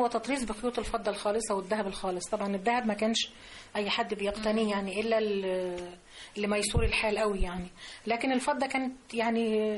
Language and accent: Arabic; Upper Egypt, Egypt; يعني احنا عندنا في الصعيد مفيش ست متجوزة ما معهاش حجاب.